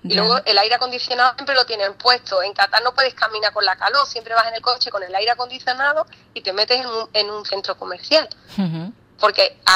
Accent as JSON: {"language": "Spanish", "town": "Ubrique", "region": "Andalusia", "country": "Spain", "tie": "born there", "lives_now": "Málaga, Spain", "said": "yo a veces digo que soy de Málaga porque es como que lo más fácil, pero luego cuando ya tengo un poco más acercamiento a las personas, ya le digo que mi hogar está en Málaga, pero que nací en un pueblecito"}